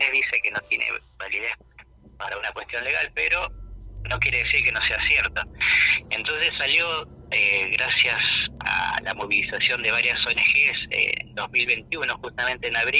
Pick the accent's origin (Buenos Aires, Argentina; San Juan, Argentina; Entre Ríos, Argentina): Buenos Aires, Argentina; born there; Y yo de casualidad nací acá en Buenos Aires, podía haber sido cordobés, casi nazco en Córdoba por unos meses.